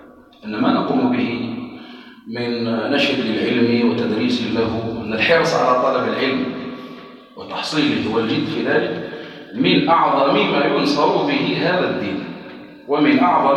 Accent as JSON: {"language": "Arabic", "country": "Algeria", "said": "التي تمر بها بلادنا الجزائر"}